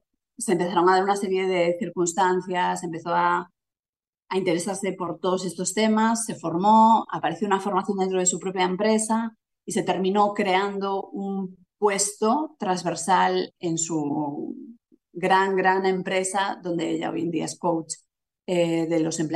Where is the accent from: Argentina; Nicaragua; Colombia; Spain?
Spain; A Coruña, Galicia; moved away; yo soy de La Coruña, aunque hace ya mucho tiempo que no vivo allí.